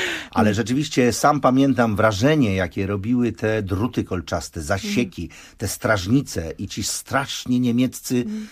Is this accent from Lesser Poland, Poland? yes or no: no; Kielce, Świętokrzyskie Voivodeship, Poland; born there; szybko przeszliśmy na ty jako Kielczanie z urodzenia. A dzisiaj mieszkanka Kazimierza Dolnego, mama dwójki dzieci i żona uroczego Belga o imieniu Mark.